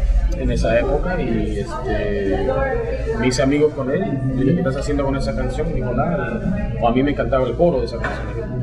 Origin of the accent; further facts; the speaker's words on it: Chicago, Illinois, United States; also born or lived in Lima, Peru; Sí, nací en Lima y criado en Chicago.